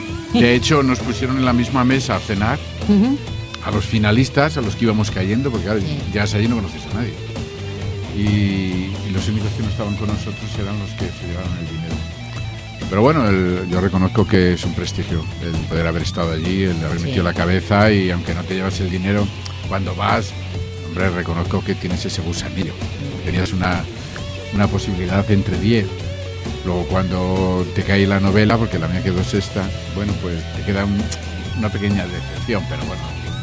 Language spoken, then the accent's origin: Spanish; Salamanca, Castile and León, Spain; como salmantino para mí es un placer representar a mi ciudad.